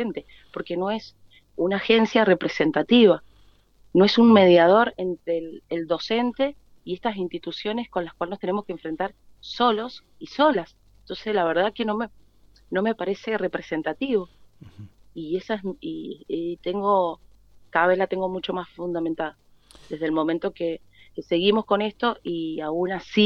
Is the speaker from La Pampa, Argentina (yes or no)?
no; Mendoza, Argentina; Yo soy del Este.